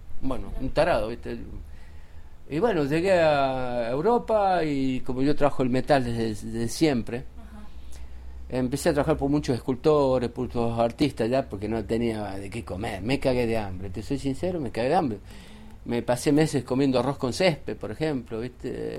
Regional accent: Tinogasta, Catamarca, Argentina; Nací en Catamarca, en Tinogasta.

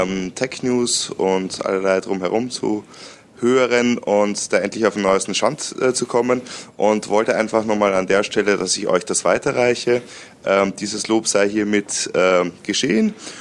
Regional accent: Austria; moved away; wenn wir nach Österreich in meine alte Heimat fahren, so 5 bis 6 Stunden

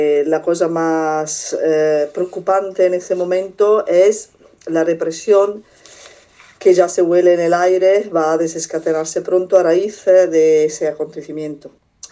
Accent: Italy; Spanish is a second language; Yo como italiana y habiendo tenido también experiencia a nivel represivo

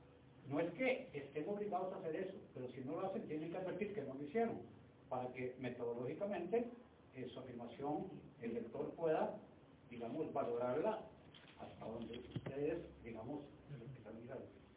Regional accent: Cartago, Costa Rica; Yo me crié en Cartago

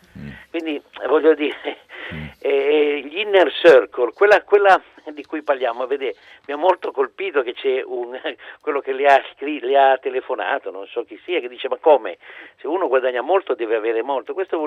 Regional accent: Turin, Piedmont, Italy; io poi sono torinese, insomma, me lo ricordo

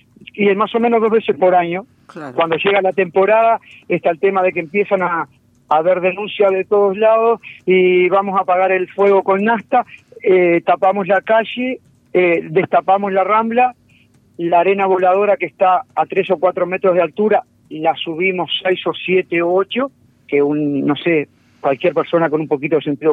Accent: Parque del Plata, Canelones, Uruguay; Y nací en Parque del Plata

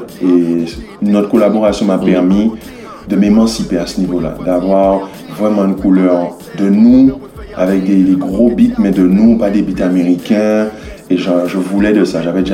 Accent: Guadeloupe; on est de Guadeloupe et de Nina

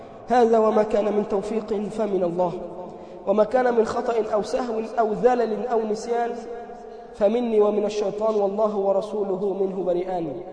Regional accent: Egypt; اللهم اجعل بلدنا مصر أمنا أمانا

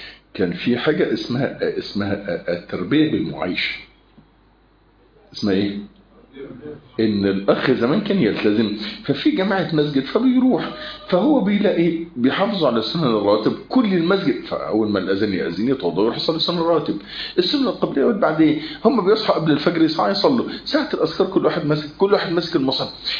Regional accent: Egypt; الكلام ده مش متوفر عندنا في مصر

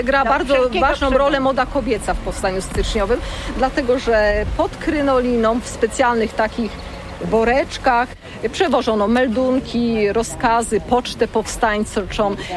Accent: Łódź Voivodeship, Poland; a ponieważ pochodzimy z tego województwa łódzkiego

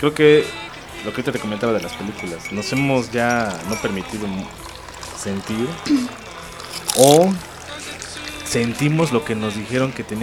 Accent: Mexico; De que creo que como mexicanos ya teníamos una mente mucho más abierta

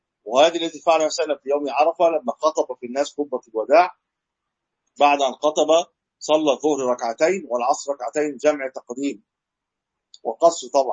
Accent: Egypt; يعني احنا من مصر بنروح

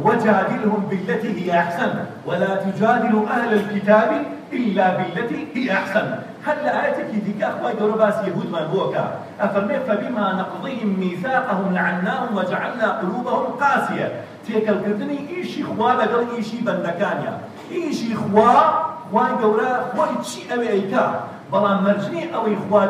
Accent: Kurdistan Region, Iraq; اللهم احفظ بلدنا كردستان هذا يا رب العالمين

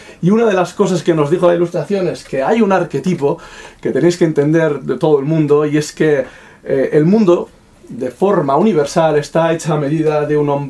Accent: Basque Country, Spain; yo seguramente estaré de acuerdo porque soy vasco

